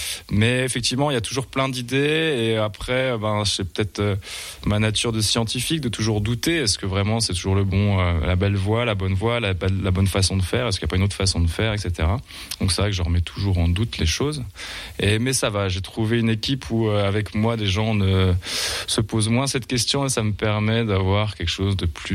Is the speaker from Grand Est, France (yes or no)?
yes; Épinal, Grand Est, France; moi je suis voilà originaire quand même d'Épinal, donc il y avait pas de brasserie à Épinal